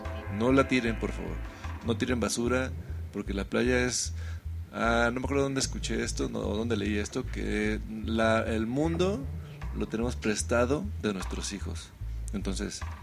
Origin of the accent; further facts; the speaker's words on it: Veracruz, Mexico; Ahora sí que yo vengo de Veracruz, yo soy del aeropuerto Jarocho.